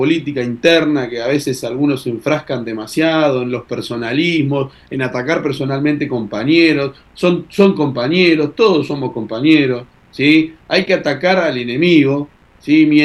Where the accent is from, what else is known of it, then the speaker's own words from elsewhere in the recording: Uruguay; now in Argentina; cuál va a ser nuestro objetivo político como militantes uruguayos en la Argentina.